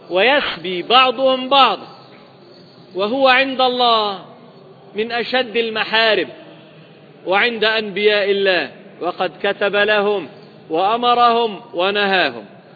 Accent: Libya; الآن تقصف بلادنا ليبيا

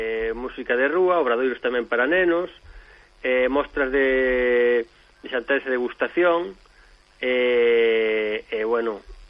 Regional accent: Galicia, Spain; Como vou galego e defensor da nosa lingua

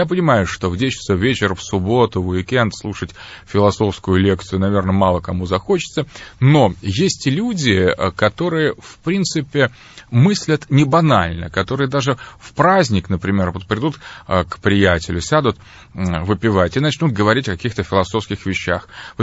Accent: Moscow, Russia; Я сам москвич, родился в Москве, мои родители москвичи.

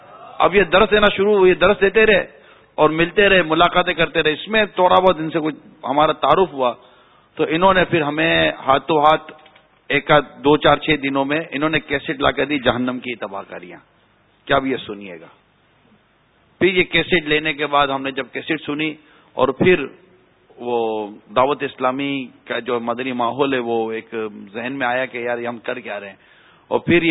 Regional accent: Karachi, Sindh, Pakistan; میں اپنے علاقے میں خارا در واپس گیا ہوں

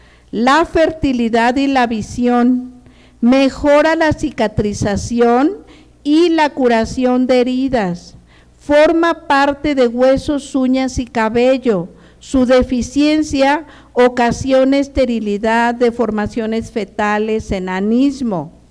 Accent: Michoacán, Mexico; Yo cuando llegué a Toluca, yo soy de Michoacán, originaria de Michoacán.

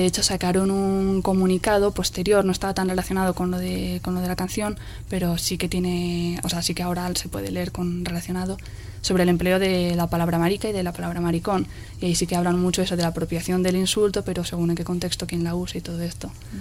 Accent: Pamplona, Navarre, Spain; Yo como soy de Iruña y es de ahí donde tengo los contactos, es de ahí donde hemos empezado a sacar material.

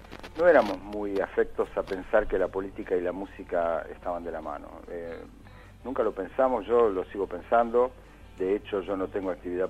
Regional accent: Buenos Aires, Argentina; nosotros, como argentinos y como porteños, ligamos ese instrumento a la música de tango

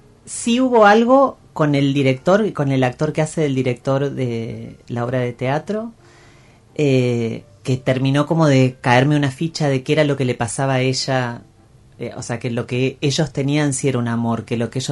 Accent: Mina Clavero, Córdoba, Argentina; en mi pueblo, en Mina Clavero, sí, en toda la zona de Tras la Sierra

